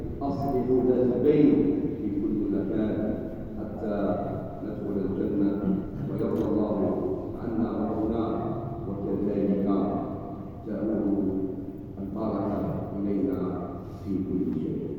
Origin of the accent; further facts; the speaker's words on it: Algeria; بلادنا الجزائر